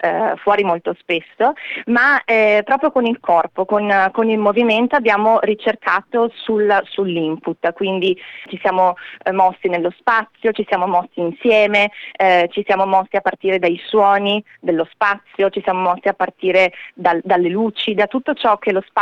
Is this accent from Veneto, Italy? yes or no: yes; Vicenza, Veneto, Italy; born there; a Vicenza, che è la mia città natale